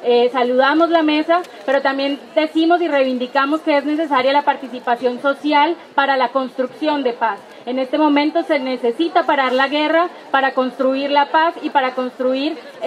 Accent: Choluteca, Honduras; Yo soy de la zona sur, soy de Choluteca y soy de un pueblo.

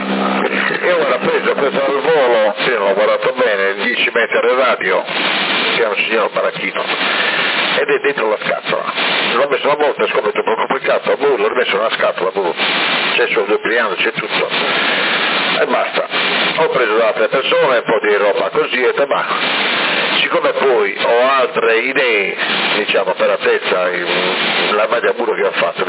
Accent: Florence, Tuscany, Italy; però io sono di Firenze, quindi ne ho sentito troppo.

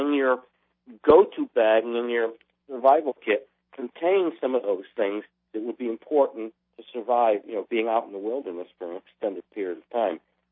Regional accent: United States; I'm from America. I come from the land of plenty.

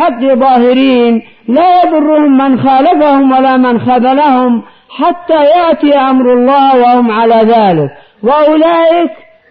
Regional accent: Yemen; أعظم ضربة للحزبيين عندنا في اليمن.

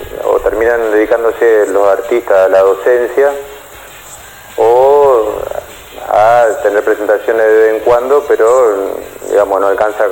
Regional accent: Entre Ríos, Argentina; Yo soy de Entre Ríos

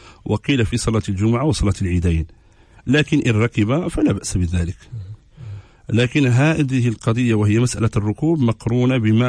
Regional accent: Casablanca, Casablanca-Settat, Morocco; انا راه حتى انا ولد الدار البيضاء راه تنفهم هذه اللغه

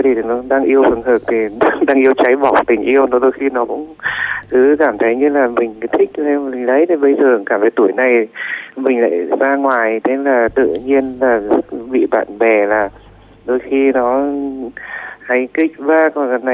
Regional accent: Bac Ninh, Vietnam; tôi quê ở Bắc Ninh.

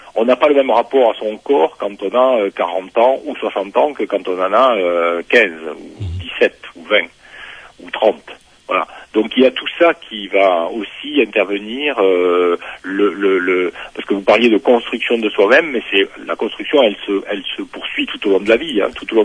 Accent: south of France, France; born there; je suis né en France à la fin des années 50, dans une famille communiste. Donc ça suppose dans le sud de la France, dans une région qui est particulière

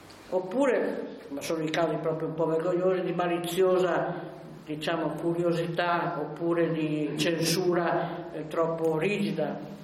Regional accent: Novara, Piedmont, Italy; born there; Io mi ricordo che sono nata a Novara, quindi la resistenza la ricordo come è avvenuta da quelle parti lì.

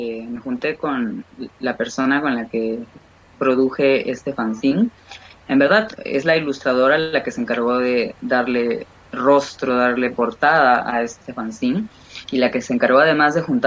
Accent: Lima, Peru; Yo, bueno, soy de Lima, nací en Lima, en Perú, vivo en Lima actualmente, y bueno, actualmente tengo 32 años

